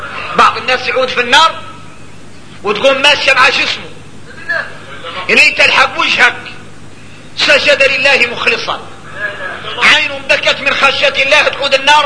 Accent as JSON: {"language": "Arabic", "country": "Mauritania", "said": "احنا موريتاني ملاني من الاولياء"}